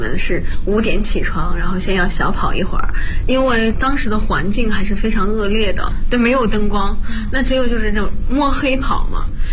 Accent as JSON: {"language": "Chinese", "town": "Bozhou", "region": "Anhui", "country": "China", "said": "我是华佗五禽系第59代传承人，我来自安徽亳州。"}